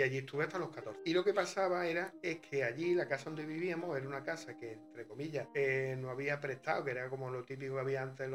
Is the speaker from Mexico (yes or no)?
no; Antequera, Andalusia, Spain; born there; Y yo nací, bueno, nací en Antequera